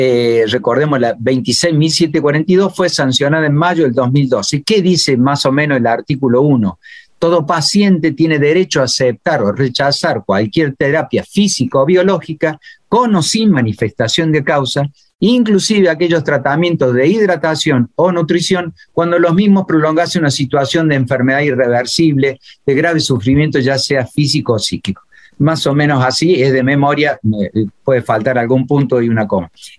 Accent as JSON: {"language": "Spanish", "region": "Córdoba", "country": "Argentina", "also_born_or_lived": "El Dorado", "said": "yo soy un médico de Córdoba que trabajó algunos años en Misiones, 6 años en El Dorado Misiones."}